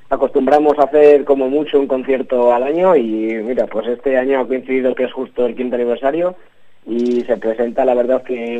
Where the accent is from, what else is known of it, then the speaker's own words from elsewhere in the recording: Salamanca, Castile and León, Spain; somos un grupo de escapún, venimos, mejor dicho, desde Salamanca, ya cumpliendo nuestro quinto año como banda.